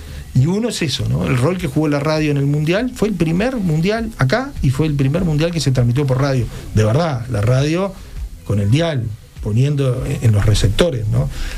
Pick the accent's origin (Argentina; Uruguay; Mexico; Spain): Uruguay; como los uruguayos somos con el fútbol